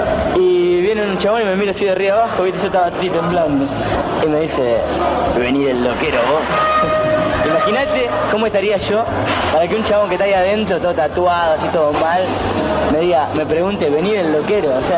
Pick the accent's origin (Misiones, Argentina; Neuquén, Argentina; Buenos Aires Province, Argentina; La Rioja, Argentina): Buenos Aires Province, Argentina; Mar del Plata; No, nunca dejamos Mar del Plata. Somos todos de Mar del Plata.